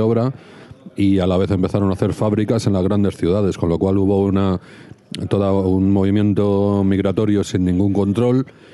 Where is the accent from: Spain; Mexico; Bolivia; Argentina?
Spain; Madrid, Community of Madrid; yo la sitúo ahí porque yo soy de Canillejas